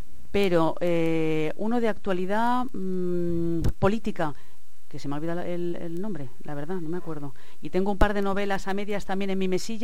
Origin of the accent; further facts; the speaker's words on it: Madrid, Community of Madrid, Spain; born there; now in Alicante, Spain; Pues yo nací en Madrid porque mi abuelo era cirujano y era médico, y entonces mi mami, cuando le tocaba dar a luz, pues se iba a Madrid a que mi abuelo la cuidara y la ayudara.